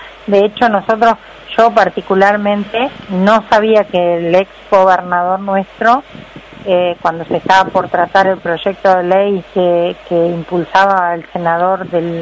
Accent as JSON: {"language": "Spanish", "town": "Ceibas", "region": "Entre Ríos", "country": "Argentina", "tie": "born there", "also_born_or_lived": "Villa Paranacito", "said": "yo nací en Ceibas, en un pueblo en el campo, donde se hacía ganadería."}